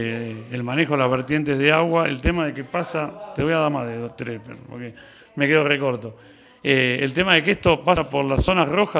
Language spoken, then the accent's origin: Spanish; Valle Hermoso, Córdoba, Argentina; Yo soy de Valle